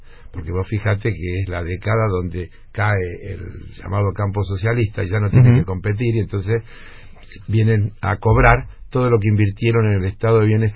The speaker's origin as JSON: {"language": "Spanish", "country": "Argentina", "said": "Porque yo soy argentino"}